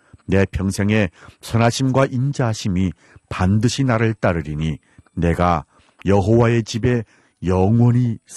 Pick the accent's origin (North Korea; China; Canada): North Korea; now in South Korea; 진행을 맡은 저는 탈북민